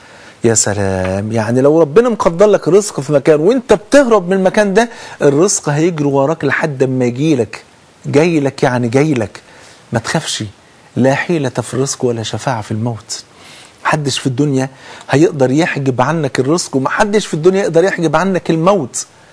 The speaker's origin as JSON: {"language": "Arabic", "country": "Egypt", "said": "تعالوا كلنا نقول احنا كلنا مصريين"}